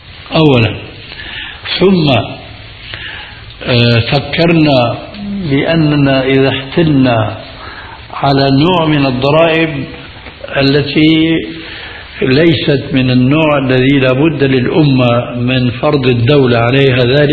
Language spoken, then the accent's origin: Arabic; Damascus, Damascus Governorate, Syria; هذه كان تستعمل عندنا في دمشق